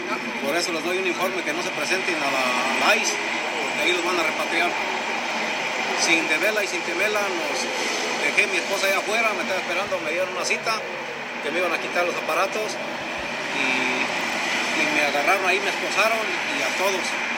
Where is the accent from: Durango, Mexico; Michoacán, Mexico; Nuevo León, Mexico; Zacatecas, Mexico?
Michoacán, Mexico; Chavinda; Yo soy de Chavinda, Michoacán.